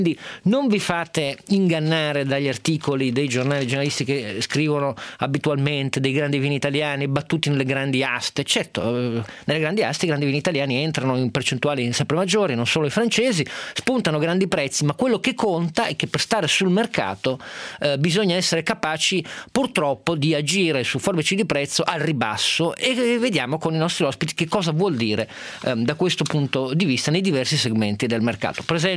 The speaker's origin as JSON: {"language": "Italian", "region": "Piedmont", "country": "Italy", "said": "adesso io sono piemontese"}